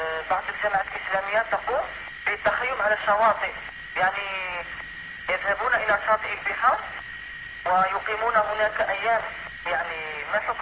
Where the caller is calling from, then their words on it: Algeria; يعني أنا أضرب الهاتف من الجزائر